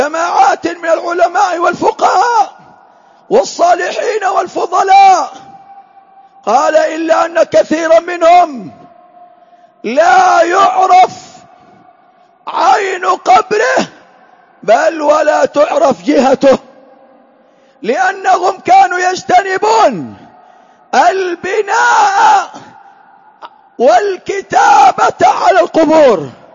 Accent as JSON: {"language": "Arabic", "region": "Hadhramaut", "country": "Yemen", "said": "من المخالفات التي انتشرت في بلادنا حضرموت"}